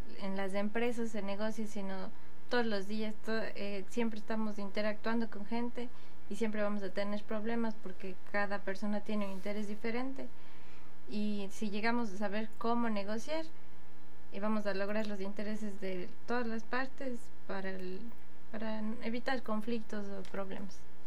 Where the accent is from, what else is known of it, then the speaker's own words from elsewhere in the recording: Cuenca, Azuay, Ecuador; Portuguese is a second language; Eu vivo e sou de Cuenca, é a terceira cidade mais grande, também é patrimônio da humanidade, de todo o mundo